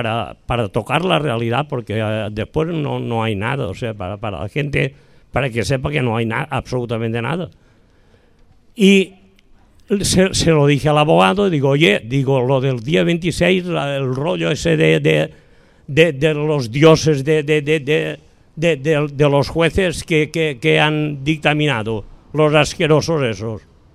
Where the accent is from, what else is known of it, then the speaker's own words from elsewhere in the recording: Valencian Community, Spain; Yo soy de aquí, de Valencia, que me parece que seré el único que hay aquí, concreto de la Safor, de un pueblo de la Safor. La Safor es una comarca.